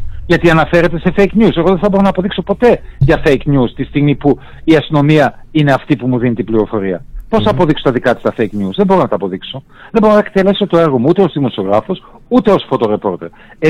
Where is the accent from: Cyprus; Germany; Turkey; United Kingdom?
Germany; Γεννήθηκα, μεγάλωσα στη Γερμανία.